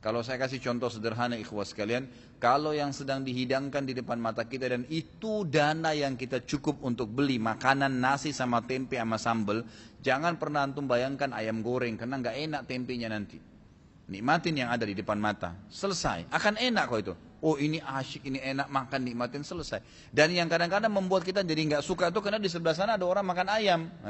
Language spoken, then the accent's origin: Indonesian; Makassar, South Sulawesi, Indonesia; born there; saya lahirnya di Makassar gitu kan